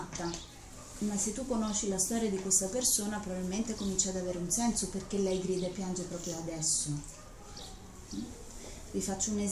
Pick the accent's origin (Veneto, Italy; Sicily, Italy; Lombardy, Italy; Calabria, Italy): Lombardy, Italy; Bergamo; Io che vengo da Bergamo, tutti i bergamaschi abbiamo la stessa camicetta